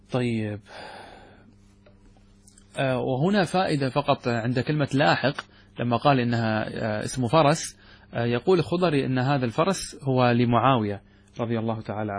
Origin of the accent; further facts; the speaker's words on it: Qatar; مثل عندنا نحن ما اسمه هذا الخيل الذي عندنا في قطر